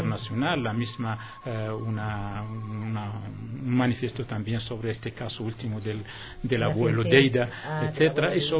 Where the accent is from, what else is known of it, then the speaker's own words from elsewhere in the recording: Western Sahara; seguimos decididos a luchar hasta la última sangre, gota de sangre, como se dice en mi pueblo, por el territorio saharaui